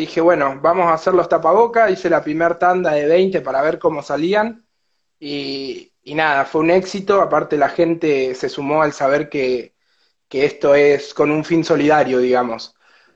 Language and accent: Spanish; Puerto Madryn, Chubut, Argentina; Sí, somos de Puerto Madryn. Todo el grupo de pibes acá que estamos laburando somos todos de Madrid. La mayoría nacidos y criados acá, la familia también de hace tiempo.